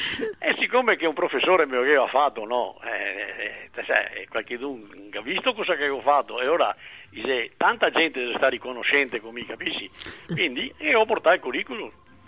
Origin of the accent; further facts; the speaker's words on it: Veneto, Italy; e mi sono Veneto, scrivo in Veneto